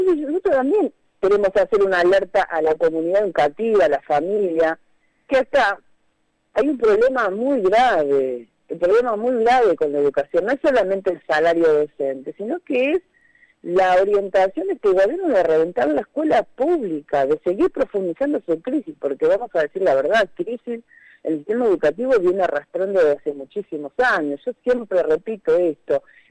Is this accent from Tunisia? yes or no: no; Argentina; Es una cosa que realmente a uno como argentino, yo como docente siempre estudié en la escuela pública